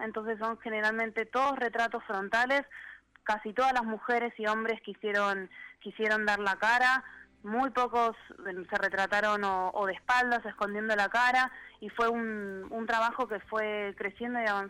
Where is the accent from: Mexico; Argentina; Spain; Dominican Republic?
Argentina; yo soy la única argentina del grupo